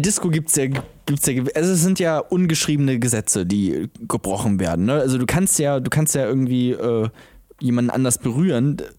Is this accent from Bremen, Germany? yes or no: yes; Bremen, Germany; also ich komme aus Bremen, so, da haben wir so eine Scheiße nicht.